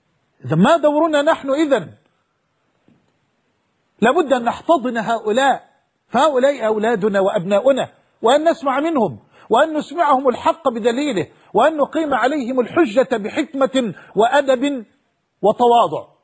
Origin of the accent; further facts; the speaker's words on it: Egypt; حتى أنني تعجبت كيف وأنا مصري لم أكن أعلم هذا الجمال وهذا الإبداع في مياهنا في شرم الشيخ